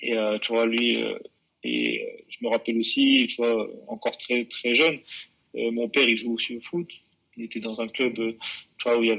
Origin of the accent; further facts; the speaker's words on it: La Courneuve, Île-de-France, France; je suis originaire de la ville de La Courneuve. De La Courneuve, donc. Région parisienne en Seine-Saint-Denis